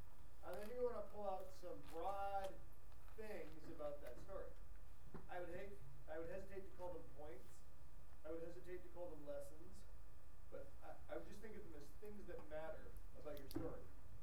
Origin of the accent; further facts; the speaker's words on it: Canada; we didn't speak Creole, except we spoke French by virtue of being Canadian